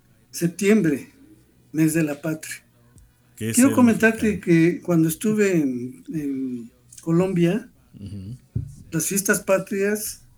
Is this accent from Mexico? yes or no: yes; Mexico; A mí me ha pasado que por el órale me descubren como mexicano